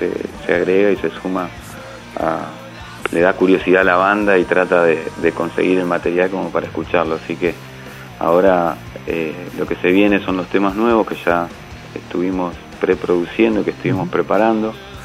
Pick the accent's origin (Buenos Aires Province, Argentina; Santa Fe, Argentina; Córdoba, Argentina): Santa Fe, Argentina; Rosario; soy de Rosario, soy de Sicarios, soy de Argentina.